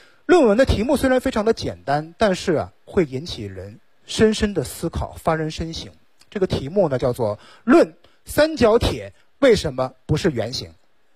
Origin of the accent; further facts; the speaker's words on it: Shenyang, Liaoning, China; born there; 然后呢我是一个东北人，我生在沈阳。